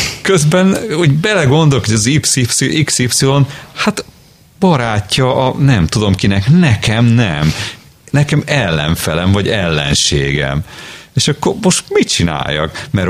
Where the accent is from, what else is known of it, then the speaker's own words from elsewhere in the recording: Budapest, Hungary; Én pedig egy nagyvárosban nőttem fel, amelyiket úgy hívnak, hogy Budapest